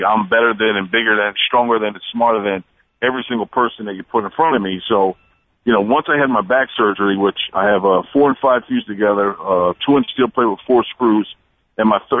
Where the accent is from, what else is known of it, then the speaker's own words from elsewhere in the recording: New Jersey, United States; I'm Jersey. You know what I mean? I'm from New Jersey, so we're not built the same either.